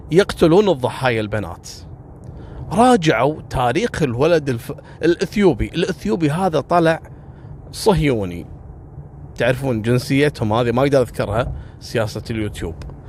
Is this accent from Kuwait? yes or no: yes; Kuwait; كان الحدث شيء مروع وصار الضجة عندنا في الكويت.